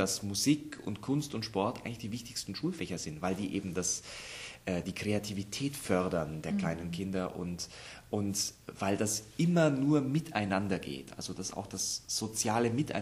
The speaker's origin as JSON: {"language": "German", "town": "Augsburg", "region": "Bavaria", "country": "Germany", "lives_now": "Munich, Germany", "said": "Ich komme aus Augsburg, aber ich wohne seit 10 Jahren in München."}